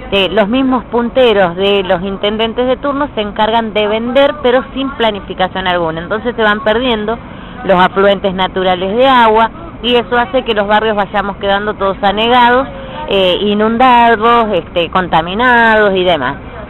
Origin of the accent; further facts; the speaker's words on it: Alejandro Korn, Buenos Aires Province, Argentina; soy de Alejandro Korn, partido San Vicente, provincia de Buenos Aires.